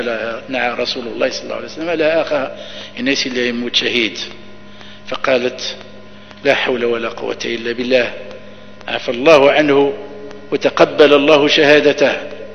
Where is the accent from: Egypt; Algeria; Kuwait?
Algeria; وهو بقايا السحر عندنا في الجزائر